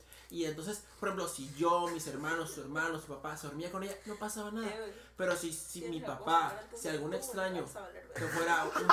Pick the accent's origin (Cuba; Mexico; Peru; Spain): Mexico; Morelos; Digo, yo soy de Morelos.